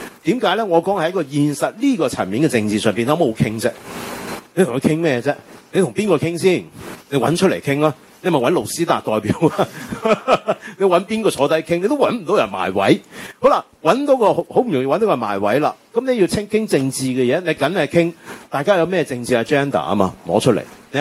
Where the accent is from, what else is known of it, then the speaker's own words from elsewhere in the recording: Taiwan; now in Hong Kong; 即係我呢一代香港人，我又比較特別啦，我喺台灣長大出世係咪，即係我喺台灣係跟住外省人嘅我外公外婆長大，我外公係嗰啲國民黨情報官員嚟嘅